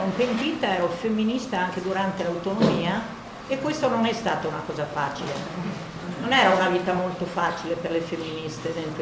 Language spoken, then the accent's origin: Italian; Vicenza, Veneto, Italy; non sono bolognese, sono una vicentina e appartengo a quella parte dell'autonomia operaia vicentina processata col 7 aprile